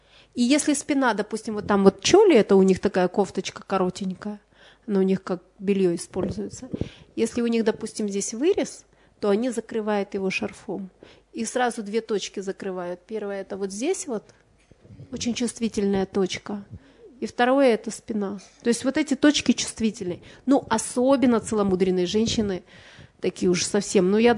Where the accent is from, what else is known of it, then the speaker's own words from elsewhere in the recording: Ukraine; Но вот на Украине, допустим, я родом с Украины